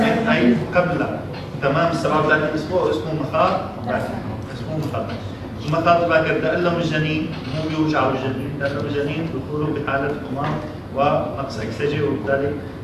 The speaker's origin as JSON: {"language": "Arabic", "country": "Syria", "said": "الحشيش عندنا بسوريا ما هو مشرع"}